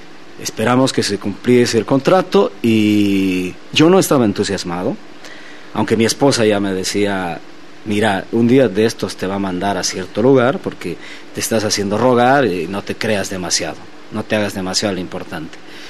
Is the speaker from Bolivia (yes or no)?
yes; Sucre, Chuquisaca, Bolivia; yo soy de Sucre, de la capital de la República.